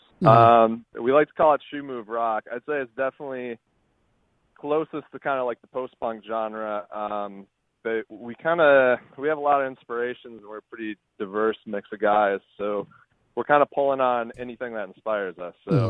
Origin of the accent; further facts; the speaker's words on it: Minnesota, United States; now in New York, United States; As far as me personally, I'm from Minnesota. I ended up kind of bouncing around the country for the better part of a year, ended up in New York.